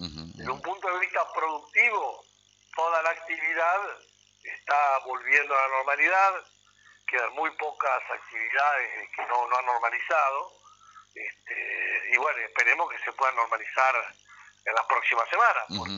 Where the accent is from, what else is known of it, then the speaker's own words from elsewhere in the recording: Entre Ríos, Argentina; Nosotros somos de Entre Ríos, conocemos, estamos a 500 kilómetros, 600 kilómetros de Buenos Aires, según el caso.